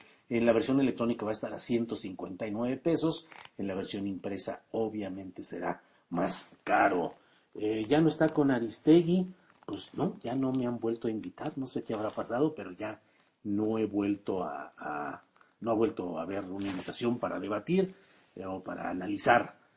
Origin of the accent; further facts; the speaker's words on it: Torreón, Coahuila, Mexico; de mi tierra natal, que es Torreón, Coahuila, en la mera laguna.